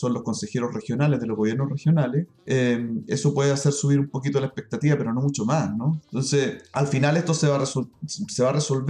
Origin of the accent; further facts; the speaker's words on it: Concepción, Biobío, Chile; somos gente de clase popular, somos gente de Gran Concepción, de familias obreras, digamos.